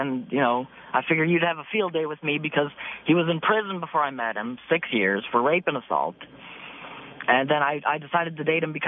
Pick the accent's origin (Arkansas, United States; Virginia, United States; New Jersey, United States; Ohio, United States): Ohio, United States; Perry; I'm from Cleveland, Ohio. Actually a little town called Perry